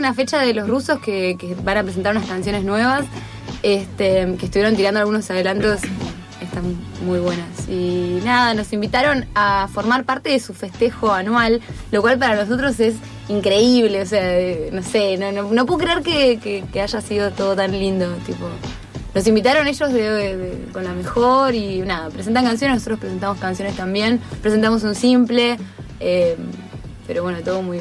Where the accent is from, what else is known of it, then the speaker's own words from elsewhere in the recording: Avellaneda, Buenos Aires Province, Argentina; also born or lived in Entre Ríos / Paraná; Nací en Avellaneda. A los 11 me fui a Entre Ríos. 12 años me fui a Entre Ríos. De Entre Ríos me fui a Paraná y de Paraná volví para acá. Esa es mi historia. Pero ahora vivo acá y alquilo en Avellaneda donde nací.